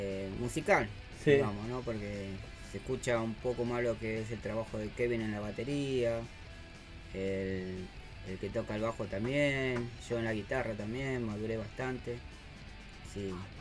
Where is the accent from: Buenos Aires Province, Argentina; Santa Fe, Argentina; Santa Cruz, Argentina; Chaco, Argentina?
Buenos Aires Province, Argentina; San Miguel; Sí, yo de acá nomás. O sea, vecino. Barrio Trujillo y San Miguel.